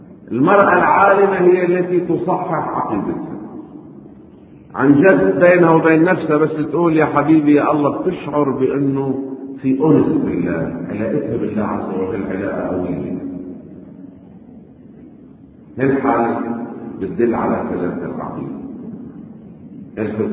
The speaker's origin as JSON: {"language": "Arabic", "country": "Lebanon", "said": "طيب نحن من لبنان اللي دارسين بهيك مدارس وعايشين بأجواء الألبسي والإعلانات السخيفة"}